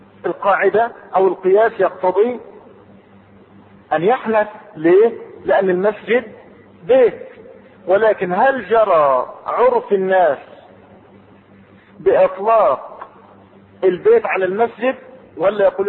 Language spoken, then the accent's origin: Arabic; Egypt; العنبر عندنا في مصر يشم ولا يؤكل؟